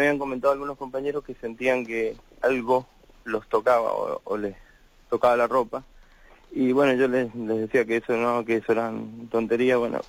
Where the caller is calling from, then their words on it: Málaga, Andalusia, Spain; de Málaga.